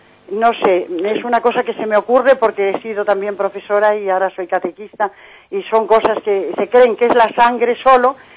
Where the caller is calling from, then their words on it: Madrid, Community of Madrid, Spain; de Madrid.